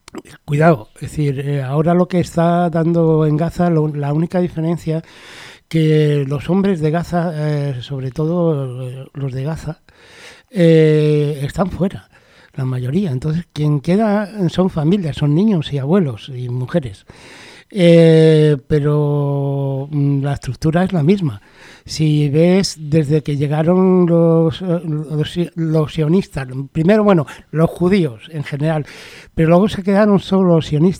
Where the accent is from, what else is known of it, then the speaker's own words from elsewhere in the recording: Spain; born there; Yo nací en España, pues me quedo español